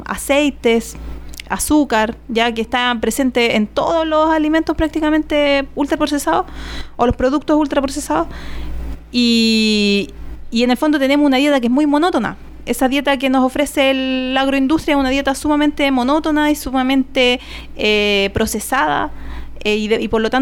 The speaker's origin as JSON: {"language": "Spanish", "country": "Chile", "said": "nosotros como chilenos"}